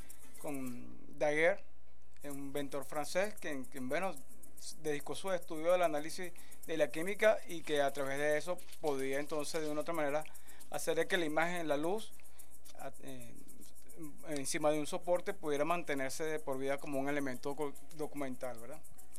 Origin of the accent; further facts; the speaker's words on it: Caracas, Capital District, Venezuela; nuestra gran fuerza como caraqueños